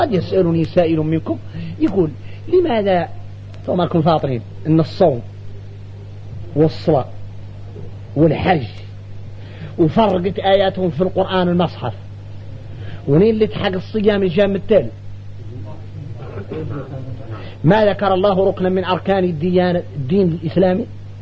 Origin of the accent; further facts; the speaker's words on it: Mauritania; وراه الشايع عندنا احنا موريتاني